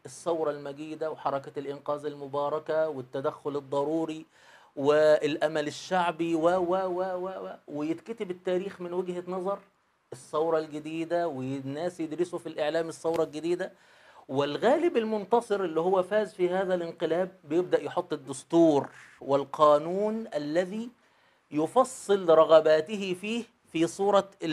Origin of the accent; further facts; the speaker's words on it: Egypt; يعني مثلاً إحنا كشعب مصري، الشعب اللي عايش فيه 2020 دلوقتي